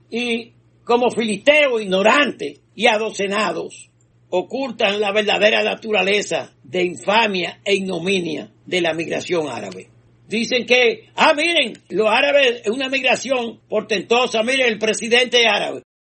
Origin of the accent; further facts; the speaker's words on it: Dominican Republic; Nosotros como dominicanos de ascendencia haitiana, esa categoría no existe.